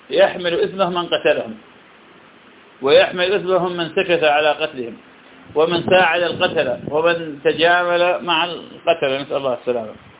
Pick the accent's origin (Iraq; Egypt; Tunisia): Iraq; البصرة من أغلى المحافظات عندنا بالعراق، وأهلها الآن للأسف من أفقر الناس